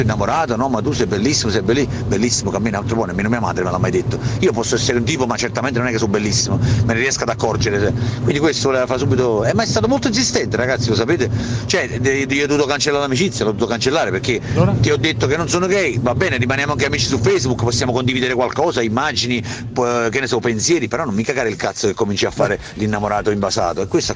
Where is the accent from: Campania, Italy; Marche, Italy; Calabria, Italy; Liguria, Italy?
Campania, Italy; Naples; perché poi sono napoletano, non vengo dalla montagna.